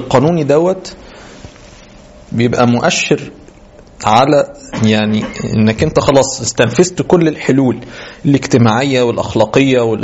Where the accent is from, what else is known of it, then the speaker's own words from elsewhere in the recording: Egypt; مشتهر عندنا بينا كمصريين